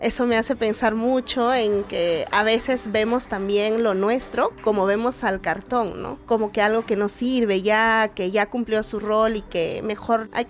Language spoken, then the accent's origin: Spanish; Ayacucho, Peru; Yo soy de Ayacucho y dirijo proyectos de fomento de lectura